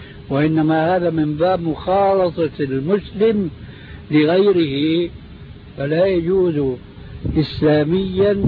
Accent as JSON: {"language": "Arabic", "country": "Syria", "said": "هذه يسموها عندنا في سوريا برازيت"}